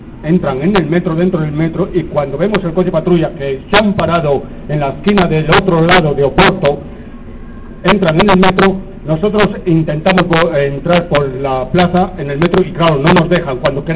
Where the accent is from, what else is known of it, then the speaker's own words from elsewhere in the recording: Madrid, Community of Madrid, Spain; yo soy de Carabanchel.